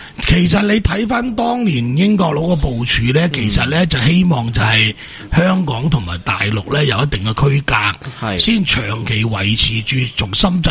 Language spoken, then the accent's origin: Cantonese; Macau; 而家我哋都系澳门人打高尔夫球，都去边度打？